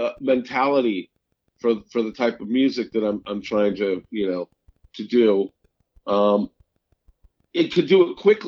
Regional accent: St. Louis, Missouri, United States; This is going to sound funny, but I'm originally from St. Louis, Missouri.

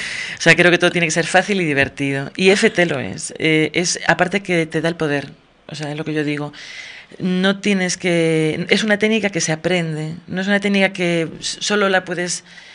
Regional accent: Galicia, Spain; now in Tenerife, Spain; Como dicen en mi tierra, que yo soy gallega, aunque llevo 14 años en Tenerife.

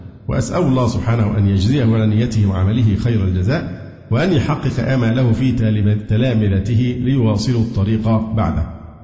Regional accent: Alexandria, Alexandria Governorate, Egypt; أنا اسكندراني وفي الدعوة السلفية من حوالي 35 سنة

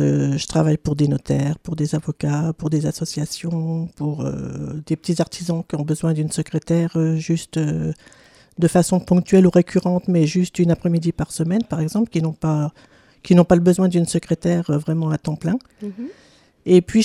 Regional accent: Strasbourg, Grand Est, France; born there; Oui, alors je suis née en 1957 à Strasbourg, mais je n'ai vraiment fait qu'y naître. J'ai ensuite vécu pendant 4 ans chez différentes nourrices, souvent étrangères, ce qui a favorisé, je pense en tout cas, mon aptitude aux langues étrangères.

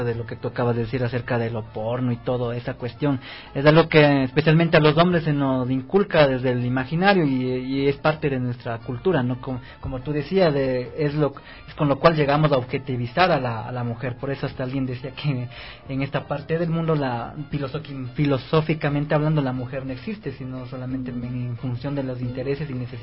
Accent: Ecuador; la cultura que tenemos de como ecuatorianos, quizás.

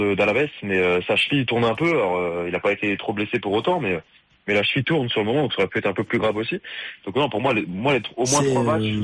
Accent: France; on lui doit beaucoup, nous en tant que Français en plus, voilà.

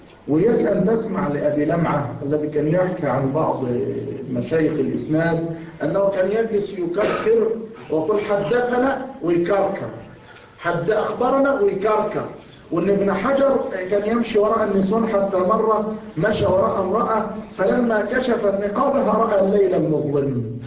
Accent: Egypt; الحمد لله نحن عندنا في مصر ما يكشف رأسه بس فقط

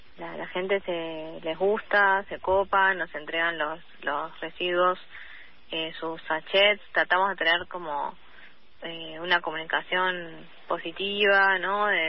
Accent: La Salada, Buenos Aires, Argentina; born there; yo nací en La Salada

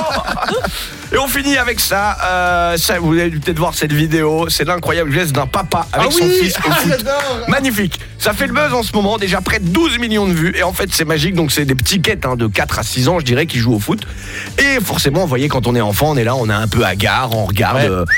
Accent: Hauts-de-France, France; je sais que dans la boxe aussi ça se pratique chez nous en Picardie.

